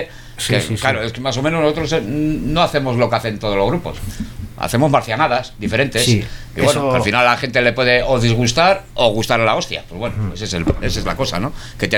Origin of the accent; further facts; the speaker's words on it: Astrabudúa, Basque Country, Spain; Bueno, y dentro de Erandio, a ver, yo soy de Astrabudúa